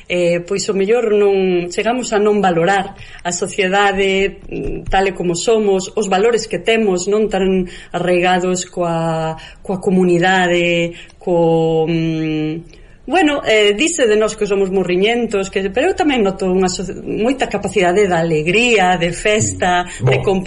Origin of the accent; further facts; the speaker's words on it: Galicia, Spain; Esa idea de como somos os galegos, non?